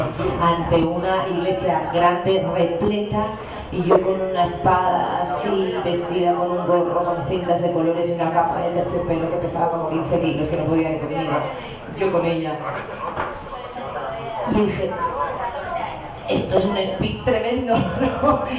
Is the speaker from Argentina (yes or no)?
no; Balearic Islands, Spain; concretamente en Mallorca, que es mi ciudad natal, al menos es una isla, es pequeñita